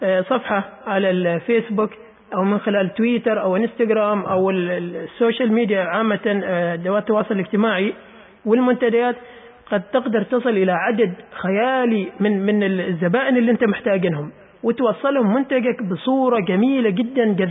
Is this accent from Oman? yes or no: yes; Oman; ولكن في يعني استخدام الأسواق الإلكترونية ما كثير دارج هنا عندنا في عمان يعني